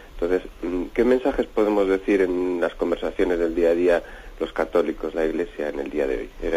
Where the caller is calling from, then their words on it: Palencia, Castile and León, Spain; de Palencia